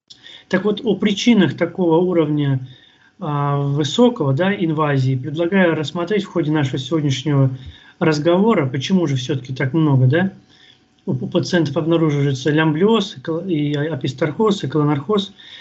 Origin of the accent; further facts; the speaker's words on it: Novosibirsk, Novosibirsk Oblast, Russia; now in Moscow, Russia; сам я родом из Новосибирска, но моя лаборатория и клиника, в которой я работаю, находится в Москве.